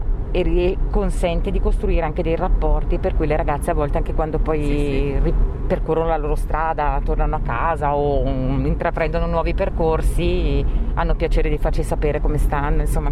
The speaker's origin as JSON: {"language": "Italian", "town": "Brescia", "region": "Lombardy", "country": "Italy", "said": "io dico sempre che da bresciano ho imparato a dare ad affrontare anche l'ostacolo"}